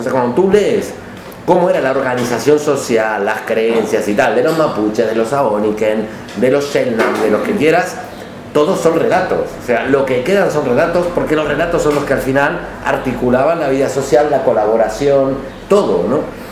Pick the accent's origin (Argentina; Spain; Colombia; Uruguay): Argentina; como argentino, que en el fondo es un país que nace de ser de la colonia, y yo ser nieto de los colonos